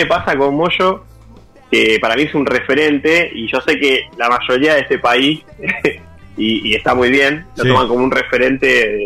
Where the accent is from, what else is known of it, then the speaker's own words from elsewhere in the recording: Tigre, Buenos Aires Province, Argentina; banda de Zona Norte, donde todos somos de Tigre